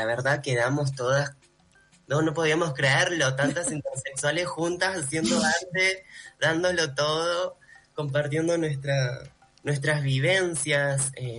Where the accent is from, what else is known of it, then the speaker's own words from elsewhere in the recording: Lima, Peru; yo vengo de una familia andina, me crié en Perú, mi familia es de Sicuani, de un pueblito del Cusco